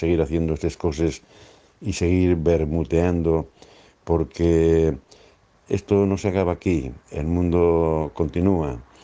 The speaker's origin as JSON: {"language": "Spanish", "town": "El Entrego", "region": "Asturias", "country": "Spain", "tie": "born or raised there", "said": "Un abrazo sincero desde la cuenca de Nalón, desde mi pueblo, desde el Entrego. donde aquí veo un mundo en vertical."}